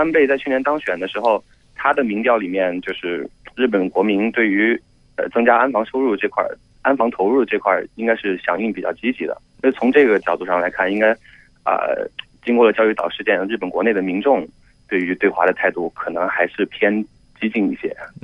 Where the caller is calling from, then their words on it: Chengdu, Sichuan, China; 我从成都打过来。